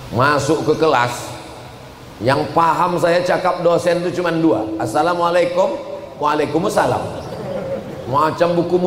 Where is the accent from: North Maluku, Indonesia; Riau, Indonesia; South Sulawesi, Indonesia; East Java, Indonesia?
Riau, Indonesia; "Aku dari Riau."